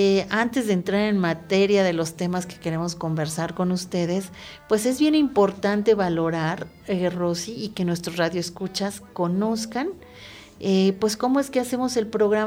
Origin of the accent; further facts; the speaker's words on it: Mexico City, Mexico; yo soy nativa de la Ciudad de México, no niego la cruz de mi parroquia, la verdad, y por azares de la vida, por azares de la creación nómada, pues vine aquí a vivir enamorada de los volcanes, enamorada de la Iztaccíhuatl